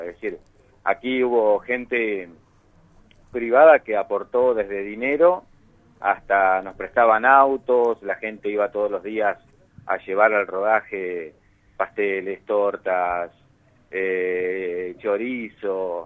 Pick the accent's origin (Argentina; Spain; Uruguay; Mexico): Argentina; Buenos Aires Province; Yo soy nativo de acá.